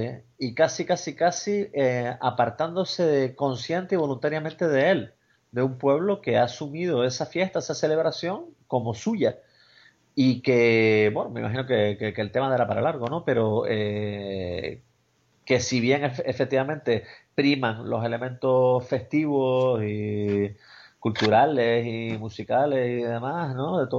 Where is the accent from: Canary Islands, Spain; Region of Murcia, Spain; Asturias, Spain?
Canary Islands, Spain; No hay una festividad religiosa que nos agrupe a todos como tales, como canarios